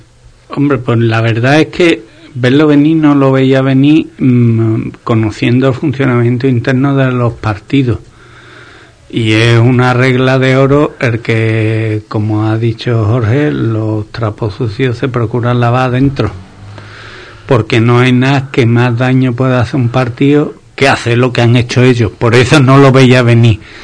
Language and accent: Spanish; Spain; por ahí fuera tenéis un despiporre sobre el show que somos los españoles, vamos